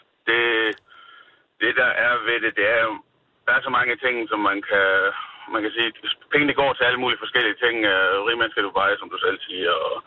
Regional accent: Jutland, Denmark; Jeg kommer fra Jylland af

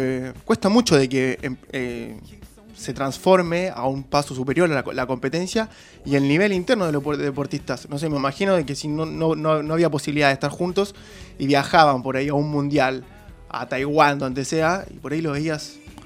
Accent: Santiago, Santiago Metropolitan, Chile; yo soy de Chile, vivo en Santiago y en Santiago no hay mar. No hay mar, no hay lago, no hay nada.

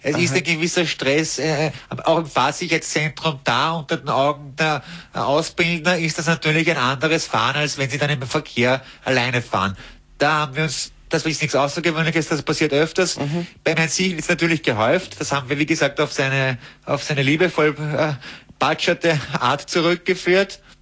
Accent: Vienna, Austria; mein Gott, was für ein Patschochter, wie man bei uns in Wien sagt.

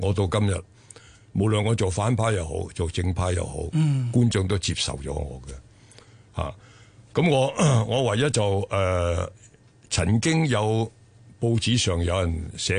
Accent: China; now in Hong Kong; 大陆嘅，我系喺中国

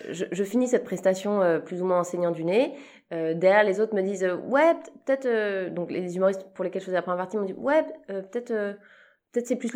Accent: Switzerland; Donc moi je suis suisse, j'ai commencé ma carrière en Suisse et j'ai toujours d'ailleurs une carrière en Suisse.

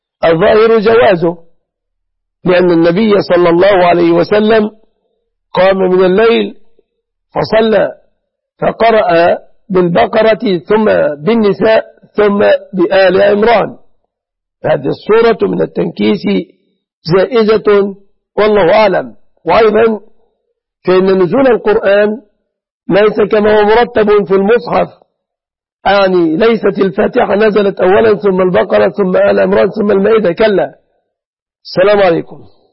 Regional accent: Egypt; بلادنا مصر

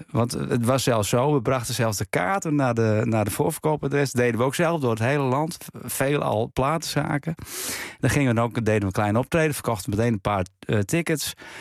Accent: Friesland, Netherlands; Wat er ook achter zat, is natuurlijk dat we uit Friesland kwamen.

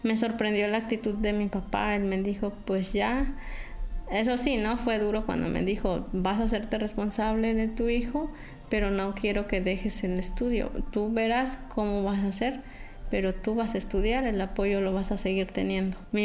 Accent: Santa María Sola, Oaxaca, Mexico; born there; Yo nací en Santa María Sola, un municipio que está ubicado en la Sierra Sur de Oaxaca. Soy hija de padres campesinos.

